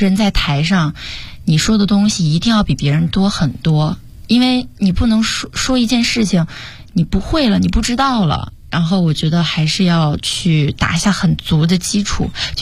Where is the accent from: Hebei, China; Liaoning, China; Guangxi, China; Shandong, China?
Shandong, China; now in Huanggang, China; 然后现在是一名在读的大学生，然后我来自山东，现在就读于黄冈师范学院